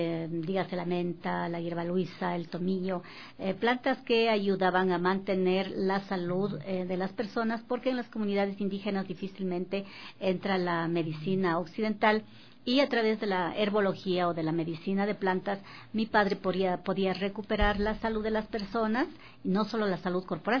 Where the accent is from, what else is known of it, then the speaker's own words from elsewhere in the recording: Cotacachi, Imbabura, Ecuador; born there; yo nací en Cotacachi, pero mis padres son oriundos de la comunidad de Peguche y de Quinchuquí.